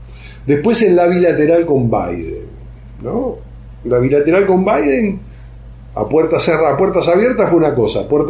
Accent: Argentina; Y nosotros como argentinos tenemos como aliados a Rusia

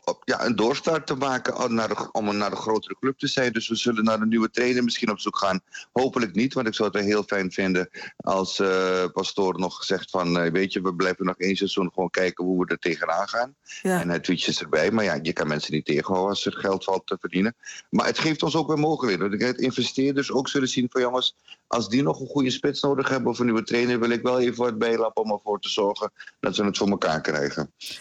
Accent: Almere, Flevoland, Netherlands; Ja, als Almeerder kom je er niet onderuit. Ik bedoel, het is zo prachtig dat onze kleine stad, onze jonge stad, dit gepresteerd heeft

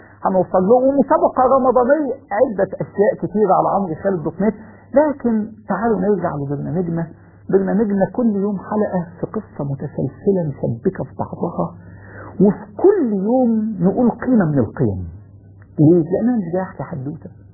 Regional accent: Egypt; حتى لو كان الظالم أصل المصريين وأنا مصري

